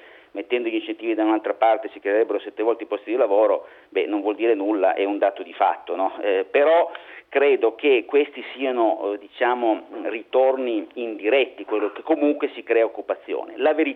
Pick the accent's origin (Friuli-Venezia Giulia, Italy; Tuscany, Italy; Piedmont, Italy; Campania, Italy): Piedmont, Italy; Turin; born there; io sono ingegnere, sono nato a Torino, tendo a essere pignolo